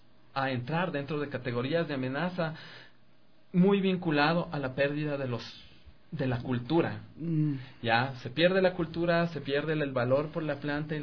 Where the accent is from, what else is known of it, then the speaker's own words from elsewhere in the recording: Quito, Pichincha, Ecuador; Bueno, no, realmente soy de aquí, de Quito.